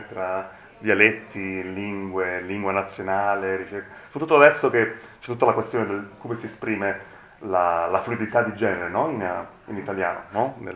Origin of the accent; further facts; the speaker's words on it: Naples, Campania, Italy; moved away; da napoletano... Che è emigrato. Io ho studiato a Bologna